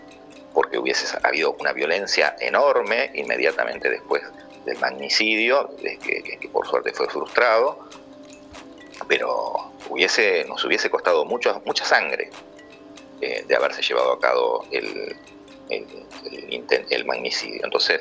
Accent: Argentina; no solamente con lo que nos pasa a nosotros como argentinos

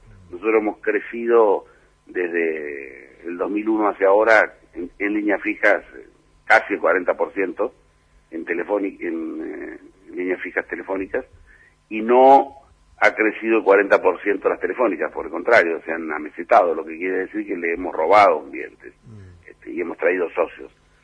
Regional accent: Villa Gesell, Buenos Aires Province, Argentina; tenemos en mi pueblo, en Villa Gesell, tenemos una celda de CDMA 450

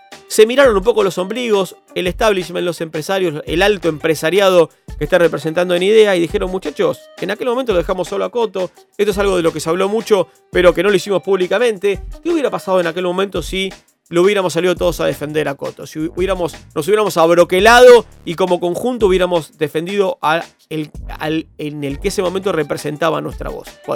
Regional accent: Rivera, La Pampa, Argentina; de mi pueblo, en La Pampa, ascendió a la Liga A pampeana, así que estoy muy contento.

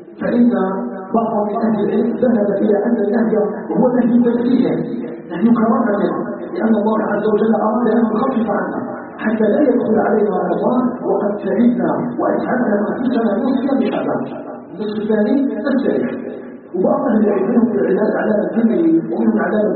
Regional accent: Algeria

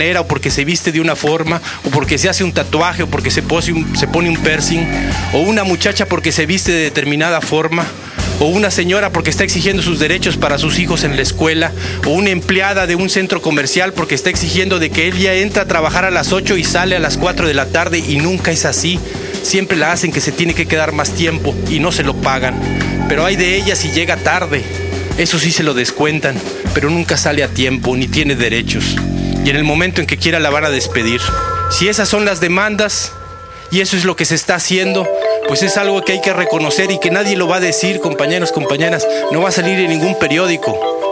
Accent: Mexico; Vamos a salvar este país como mexicanos y mexicanas que somos de abajo

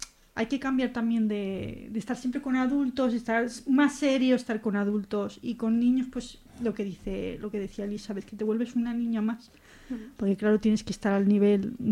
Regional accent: La Madalena, Spain; yo cuando era pequeña yo vivía aquí en La Madalena.

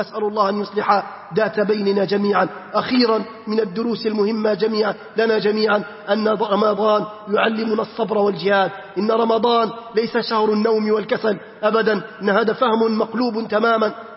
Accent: Libya; بلادنا ليبيا الحبيبة بأمس الحاجة أن نرمي هذه الضغائن

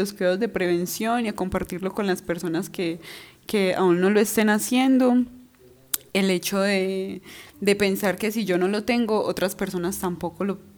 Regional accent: Amalfi, Antioquia, Colombia; También pensé mucho, sobre todo en mi pueblo, en Amalfi, y en mi familia, y en las personas que están más alejadas de la ciudad

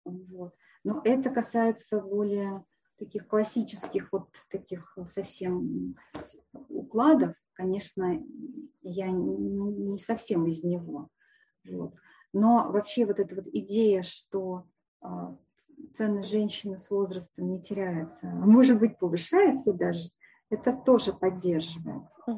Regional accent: Russia; Я ведь татарка. Я не русская, я татарка. В татарской культуре возраст дает женщине преимущество.

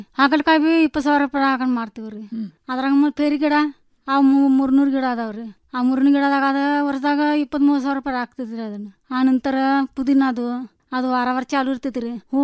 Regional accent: Ramahonnapur, Karnataka, India

